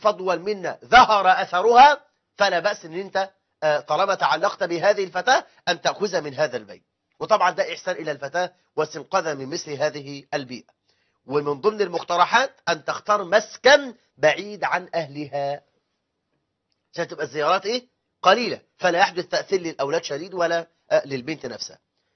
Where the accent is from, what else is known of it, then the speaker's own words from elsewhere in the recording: Egypt; هذا كلام قليل جدا عندنا في مصر